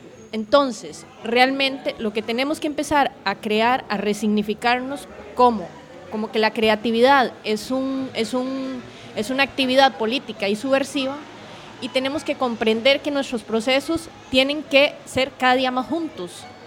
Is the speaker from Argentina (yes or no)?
yes; Argentina; me gustaría escuchar lo que no escucho en mi país de Argentina